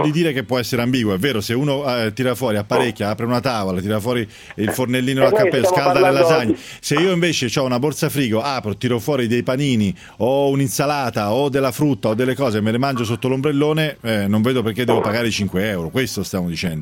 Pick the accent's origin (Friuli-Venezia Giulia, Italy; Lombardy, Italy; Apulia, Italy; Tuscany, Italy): Tuscany, Italy; che si paga anche in Toscana dalle mie parti, 15 euro.